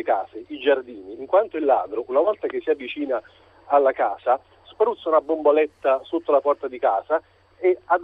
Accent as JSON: {"language": "Italian", "town": "Naples", "region": "Campania", "country": "Italy", "said": "Io, guardi, sono di Napoli"}